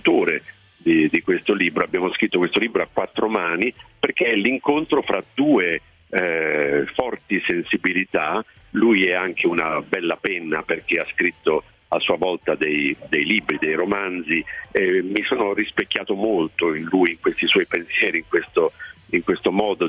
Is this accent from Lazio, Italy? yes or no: no; Ascoli Piceno, Marche, Italy; born there; also born or lived in Milan / Bari / Padua; Sono nato ad Ascoli Piceno, sono di origine napoletana, però ho vissuto a Milano, a Bari, a Padova, in tanti posti diversi